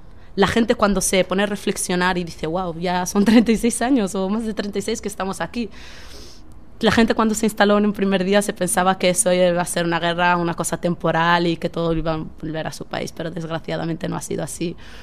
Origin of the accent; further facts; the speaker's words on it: Western Sahara; Los campamentos de refugiados saharauis es realmente hasta hoy en día la única patria que yo he conocido, porque mi tierra está ocupada por Marruecos actualmente.